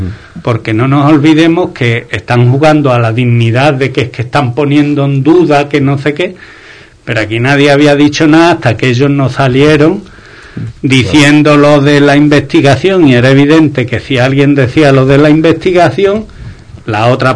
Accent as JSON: {"language": "Spanish", "country": "Spain", "said": "por ahí fuera tenéis un despiporre sobre el show que somos los españoles, vamos"}